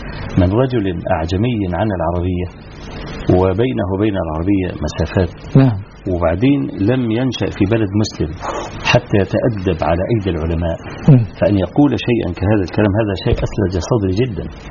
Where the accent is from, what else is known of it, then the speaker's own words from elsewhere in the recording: Egypt; نحن عندنا في مصر وفي غيرها